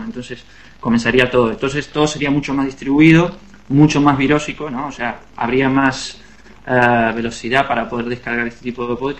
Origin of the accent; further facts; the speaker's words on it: Temperley, Buenos Aires Province, Argentina; moved away as an adult; also born or lived in Adrogué; now in Barcelona, Spain; Sí, nací en Androgué. Androgué es una ciudad que está muy cercana a Temperley. Viví toda mi vida en Temperley, pero nací en Androgué, sí.